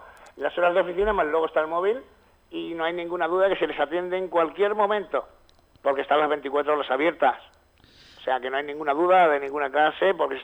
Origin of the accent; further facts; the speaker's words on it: Talavera la Real, Extremadura, Spain; born there; now in Galicia, Spain; Nací en Talavera de la Nueva.